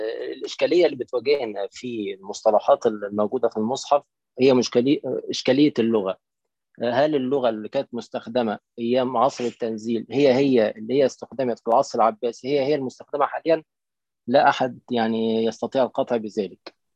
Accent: Egypt; ده مثلا عندنا في مصر

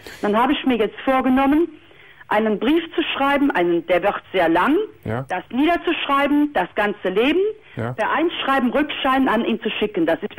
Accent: Cologne, North Rhine-Westphalia, Germany; moved away; ich habe ja dadurch damals meine Heimat, nicht nur mein Elternhaus, sondern auch meine Heimat, und das ist Kölle, verloren.

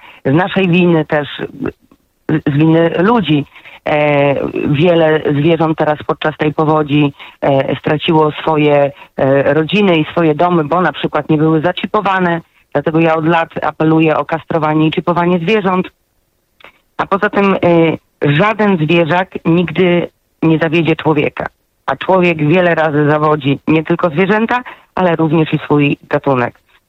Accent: Skierniewice, Łódź Voivodeship, Poland; gdyby ktoś był tutaj z okolic Skierniewic, bo jestem ze Skierniewic.

